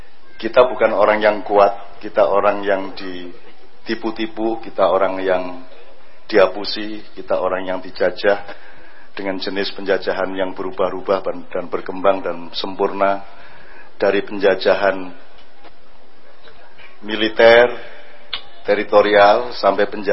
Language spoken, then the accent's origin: Indonesian; Special Region of Yogyakarta, Indonesia; Kalau kita orang Jogja, kita orang Jogja.